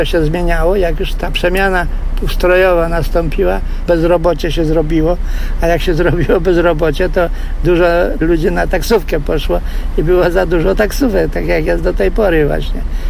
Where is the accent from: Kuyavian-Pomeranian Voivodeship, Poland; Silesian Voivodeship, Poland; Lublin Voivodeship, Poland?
Kuyavian-Pomeranian Voivodeship, Poland; Toruń; born there; also born or lived in Kamień Pomorski; A w ogóle to się urodziłem koło Torunia, ale mieszkałem w Kamieniu Pomorskim długo. No i stamtąd przyjechałem i już to na stałe, w 61.